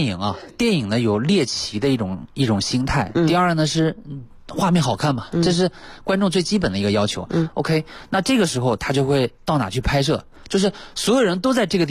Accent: China

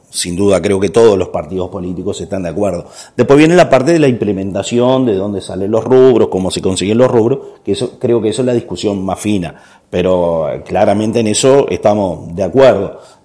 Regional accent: Canelones, Uruguay; principalmente quienes somos de Canelones

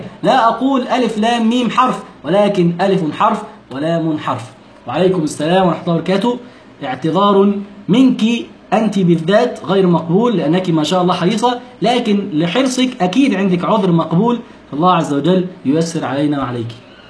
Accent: Egypt; يعني عندنا في مصر يسمونها لدغة

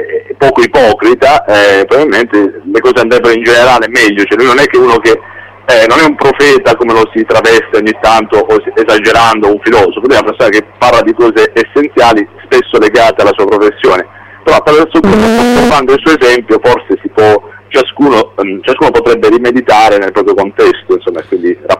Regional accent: Bari, Apulia, Italy; Io barese partivo e mi immergevo nel catino incandescente

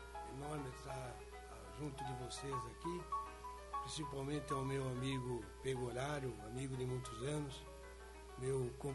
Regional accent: Rio Grande do Sul, Brazil; born there; now in Guaíra, Brazil; eu nasci no Rio Grande do Sul, mas vim para o Paraná em 1976. Vim para Guaíra

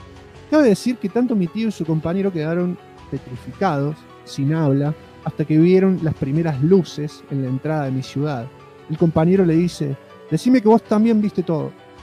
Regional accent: Puerto Vilelas, Chaco, Argentina; a 10 kilómetros de mi ciudad natal, que es la ciudad de Puerto Videlas, cercana a Resistencia.

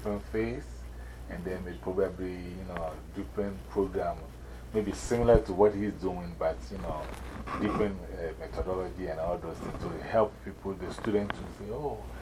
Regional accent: Ghana; also born or lived in New York, United States; Now me, I'm an ambassador. One, for myself, Ghana, the Percussive Art Society, and Africa. And I moved from New York, so I'm also an ambassador for New York.

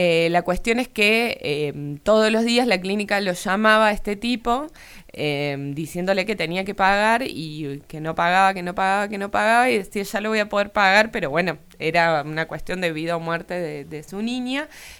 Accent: Argentina; los argentinos somos solidarios, que los argentinos somos compañeros, que los argentinos creemos y confiamos

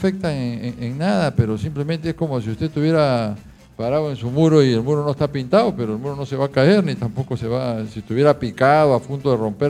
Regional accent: La Punta, Callao, Peru; Son muchos, porque desde que nací vivo en La Punta.

